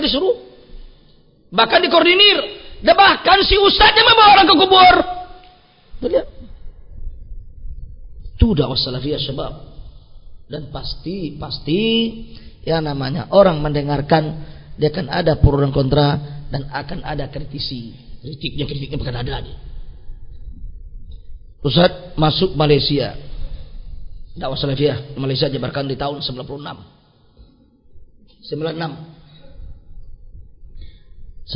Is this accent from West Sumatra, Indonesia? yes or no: yes; West Sumatra, Indonesia; kalau di kampung saya banyak. Contoh kampung saya, ya, di arah Minang, Sumatera Barat itu, atau di Pekanbaru.